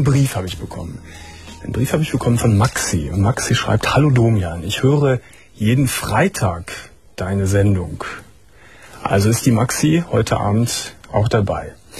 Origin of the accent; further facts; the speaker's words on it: Cologne, North Rhine-Westphalia, Germany; Ja, die kenne ich nicht, ich bin ja Kölner.